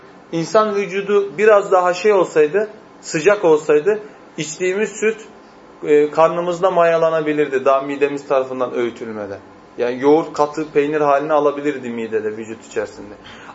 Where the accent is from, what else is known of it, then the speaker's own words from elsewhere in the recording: Erzurum, Turkey; Özellikle ben Erzurumluyum. Bizim Erzurum'da insanların elleri yüzleri yanar.